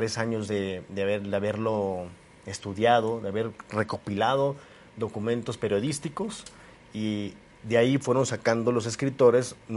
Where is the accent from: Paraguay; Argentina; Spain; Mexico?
Mexico; Es justamente esa responsabilidad que tenemos que tener como mexicanos o como latinos